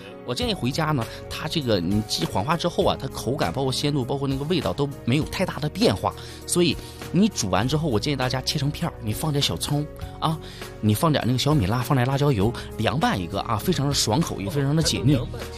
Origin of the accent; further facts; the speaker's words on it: Dalian, Liaoning, China; accent: Dalian; 用我们大连话说，就是直刺啊